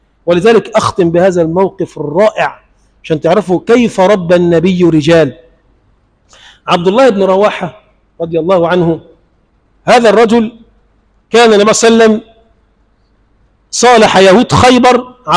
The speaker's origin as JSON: {"language": "Arabic", "country": "Egypt", "said": "اللهم اجعل بلدنا مصر بلدا آمنا مطمئنا سخاء رخاء"}